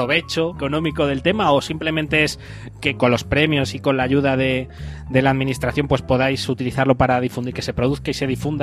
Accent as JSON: {"language": "Spanish", "country": "Spain", "said": "como somos de aquí de España"}